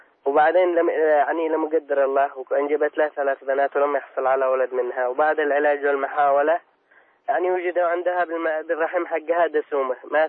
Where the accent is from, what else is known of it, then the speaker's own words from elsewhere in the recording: Yemen; عندنا باليمن عندما يأذن المؤذن